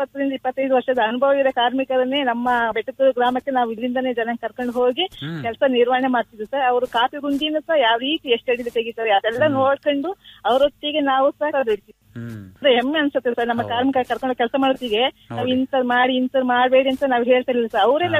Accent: Karnataka, India; ತಂದೆ ಪೊಲೀಸ್ ವೃತ್ತಿಯಲ್ಲಿದ್ದರಿಂದ ನನ್ನ ಹುಟ್ಟೂರು ಎಲ್ಲ ಚಿಕ್ಕಮಗಳೂರು ಜಿಲ್ಲೆಯಲ್ಲೇ ಆಯ್ತು ಸರ್. ನನ್ನ ವಿದ್ಯಾಭ್ಯಾಸ ಶೃಂಗೇರಿ, ಚಿಕ್ಕಮಗಳೂರು, ಮೂಡಿಗೆರೆ, ಕೊಪ್ಪ, ತರೀಕೆರೆ, ಚಿಕ್ಕಮಗಳೂರು ಜಿಲ್ಲೆಯಲ್ಲೇ ಆಯ್ತು ಸರ್.

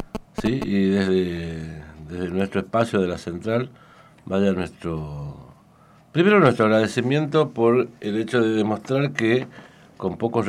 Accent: Tucumán, Argentina; Sino porque mi lugar de nacimiento fue ahí a 5 cuadras de la casa de Tucumán, así que...

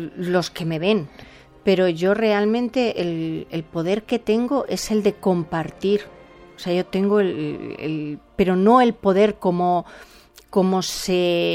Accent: Madrid, Community of Madrid, Spain; yo como madrileña, me llega mucho toda la zarzuela madrileña

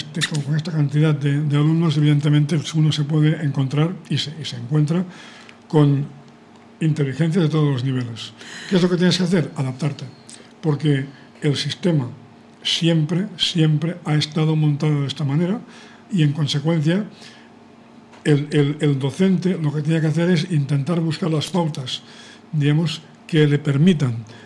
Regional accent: Catalonia, Spain; Soy catalán, efectivamente.

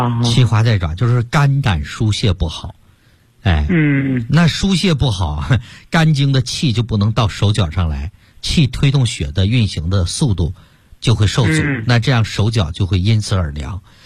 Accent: Jilin, China; 像我们延边人比较爱吃牛肉了

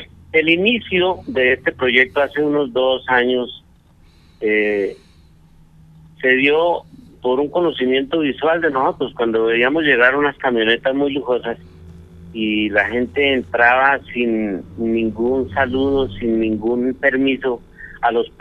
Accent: Colombia; de saber que somos ciudadanos colombianos y que así seamos pequeños propietarios

